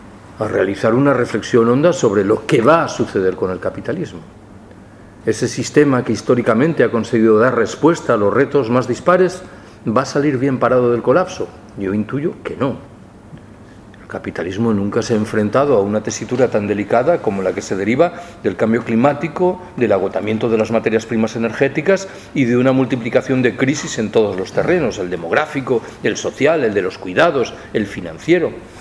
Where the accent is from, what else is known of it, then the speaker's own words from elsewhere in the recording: Galicia, Spain; yo soy gallego. Desde que era pequeñito he escuchado que el gran trauma de la vida económica y singularmente de la vida económica rural en Galicia es el minifundio